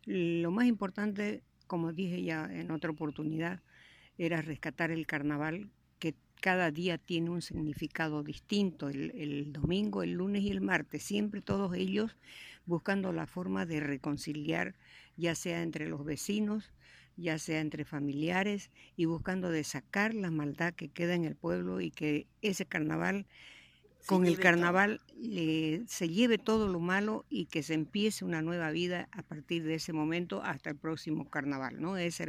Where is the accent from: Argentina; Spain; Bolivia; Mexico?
Bolivia; Santiago de Chiquitos, Santa Cruz; born there; nací en Santiago de Chiquitos, un pueblo fundado por los padres jesuitas en el año 1754.